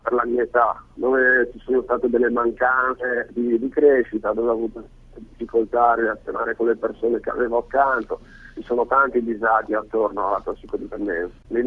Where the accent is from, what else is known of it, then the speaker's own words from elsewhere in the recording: Belluno, Veneto, Italy; Io ho 24 anni, vengo da Belluno